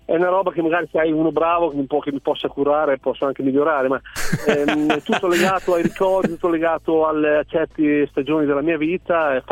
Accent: Emilia-Romagna, Italy; Io sono nato in provincia di Modena, nell'Appennino modenese, e fino a 27 anni ho vissuto lì, ho frequentato il bar del paese

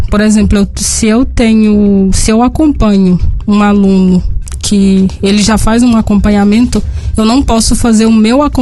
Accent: Setubinha, Minas Gerais, Brazil; also born or lived in Argentina / Brasília; Eu sou daqui de Setubinha.

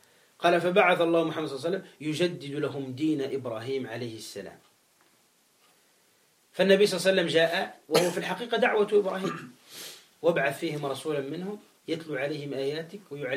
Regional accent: Gabès, Gabès Governorate, Tunisia; ومات في مدينتي أنا في جابس في تونس

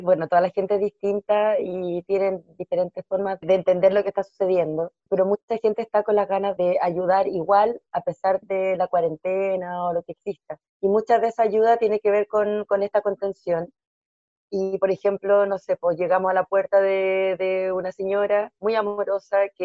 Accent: Valparaíso, Chile; de Cerro Alegre también.

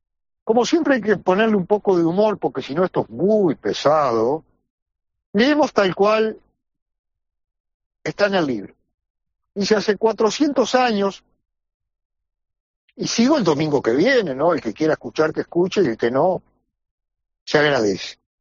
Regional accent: Paysandú, Uruguay; Yo soy de Paysandú, claro, lo tengo que saber.

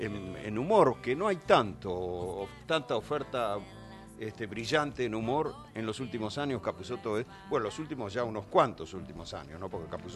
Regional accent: Buenos Aires, Argentina; born there; Yo nací en Parquechás. Nací en Carnaval, en la casa de mis viejos en Parquechás, directamente, no en una clínica.

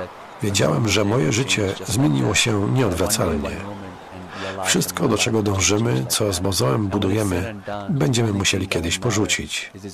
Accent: India; Ponieważ pochodzę z Indii, jeżdżę także tam.

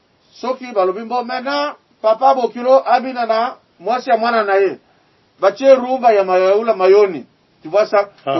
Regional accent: Paris, Île-de-France, France; moi je suis parisien hein.

